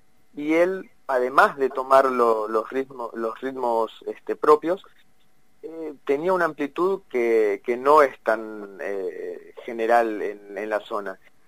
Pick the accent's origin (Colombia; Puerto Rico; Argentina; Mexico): Argentina; Mar del Plata, Buenos Aires Province; now in Buenos Aires, Argentina; a mi regreso a Mar del Plata, que es la ciudad de donde yo soy